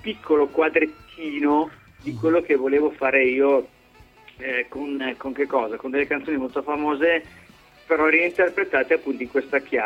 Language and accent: Italian; Milan, Lombardy, Italy; sono milanese